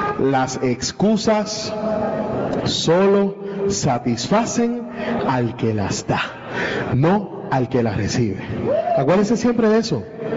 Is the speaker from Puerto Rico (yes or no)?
yes; Fajardo, Puerto Rico; now in Cidra, Puerto Rico; yo soy de Fajardo, porque ahora vivo en Sidra. Mi amor, yo te amo, pero yo soy de Fajardo.